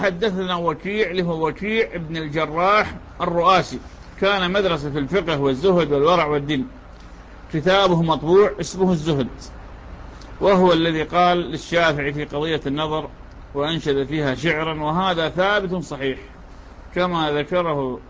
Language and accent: Arabic; Iraq; accent: Iraqi; يعني هذا المسعر شلون في لهجتنا العراقية